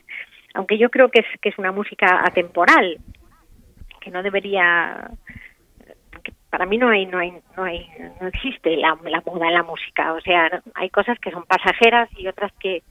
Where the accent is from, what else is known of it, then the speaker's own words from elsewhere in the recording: Spain; moved away as an adult; now in Turkey; Yo soy más turca que española